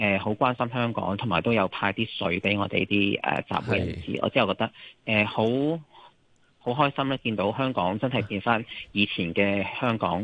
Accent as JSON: {"language": "Cantonese", "country": "Indonesia", "said": "我本身即係我都係印尼華僑啦，"}